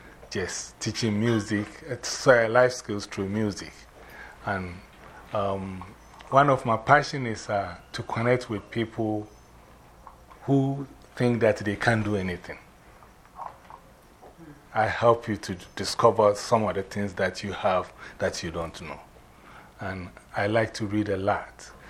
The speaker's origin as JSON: {"language": "English", "country": "Ghana", "moved": "yes", "lives_now": "New York, United States", "said": "I'm from New York by way of Ghana, West Africa. I've been in this country for almost about, I always say plus, so it's 111, so 555 plus."}